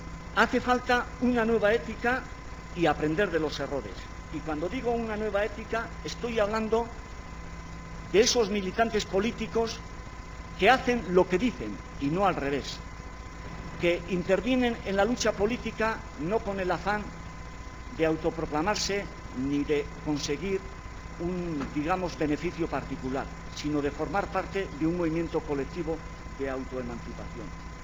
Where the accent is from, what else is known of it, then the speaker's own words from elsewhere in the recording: Basque Country, Spain; born there; en el pueblo de donde yo nací, en el País Vasco